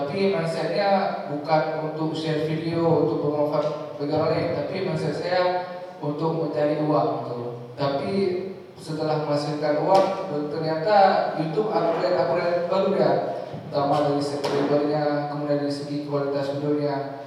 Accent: Bireuen, Aceh, Indonesia; Saya asal dari Biren.

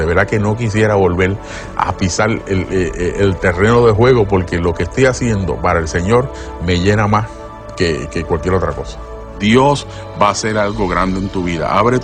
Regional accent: San Juan, Puerto Rico; born there; Nací aquí en San Juan, Puerto Rico

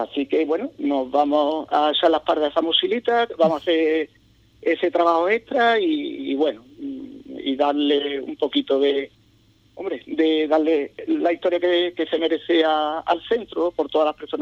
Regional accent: Madrid, Community of Madrid, Spain; born there; yo nací, mis padres son de Ubrique, ¿no? Yo nací en Madrid por cuestiones laborales de ellos

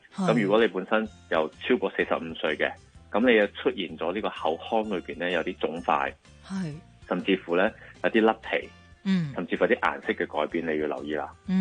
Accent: Malaysia; 但系喺我嘅乡下咧，即系马来西亚咧。

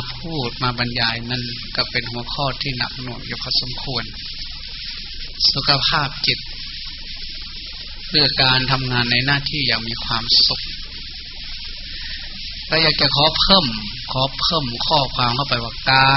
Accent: Kham Ta Kla, Sakon Nakhon, Thailand; บ้านเกิดเมืองนอนก็อยู่ที่ตำบลบ้านแพทอำเภอคำตากล้าจังหวัดสกลนคร

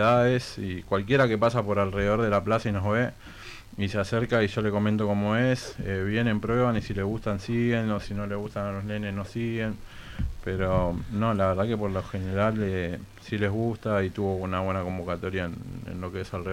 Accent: Buenos Aires, Argentina; Yo me crié acá en La Boca

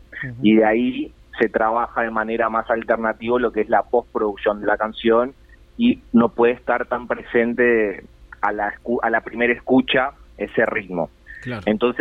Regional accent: Paraguay; Así que sí, nací en Paraguay, soy paraguayo, pero tengo una gran parte de mi ADN, claro, en Uruguay.

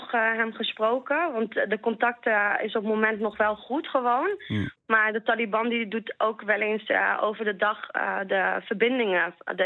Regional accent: Panjshir, Afghanistan; Hij loopt risico omdat wij uit Panjshir komen.

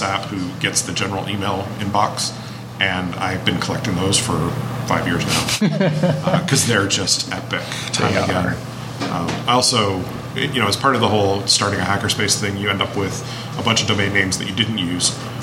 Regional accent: Hamilton, Ontario, Canada; You all know that we're from Hamilton, right?

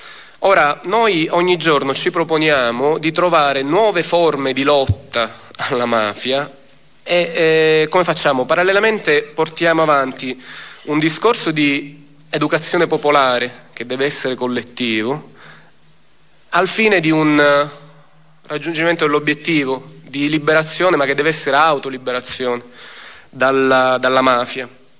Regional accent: Palermo, Sicily, Italy; Ci siamo resi conto come palermitani, come siciliani, che a nessuno può essere chiesto uno sforzo sovraumano, un'esposizione eccessiva.

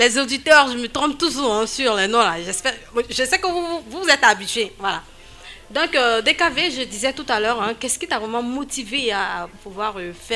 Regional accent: Côte d’Ivoire; Chez nous en Côte d'Ivoire, c'est comme ça, hein.

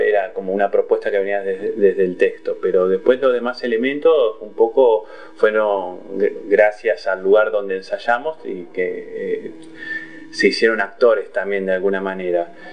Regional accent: Sarandí, Buenos Aires Province, Argentina; yo soy de me crié en Sarandí, digamos

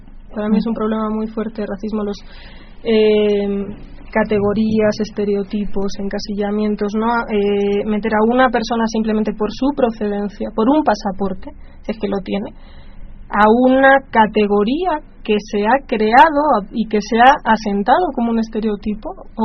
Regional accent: Spain; bueno, yo soy española, ¿no?

